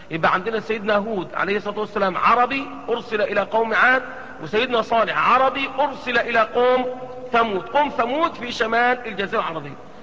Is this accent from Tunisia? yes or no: no; Egypt; يعني احنا عندنا في مصر الأهرامات